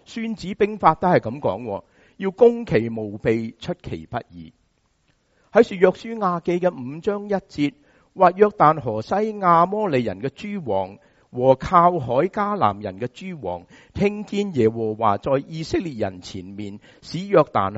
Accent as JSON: {"language": "Chinese", "country": "Hong Kong", "said": "我们香港人怎么说、趁他病就怎么攞他命，是吗？"}